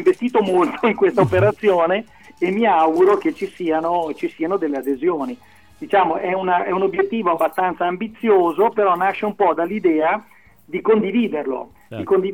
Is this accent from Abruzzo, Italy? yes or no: no; Sondrio, Lombardy, Italy; now in Bologna, Italy; Di Sondrio, ma da un anno mi sono trasferito dalle parti di Bologna.